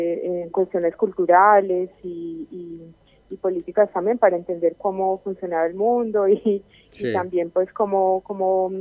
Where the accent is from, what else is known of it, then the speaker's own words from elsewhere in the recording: Colombia; Básicamente nació por una compañera chilena y yo que soy pues, de Colombia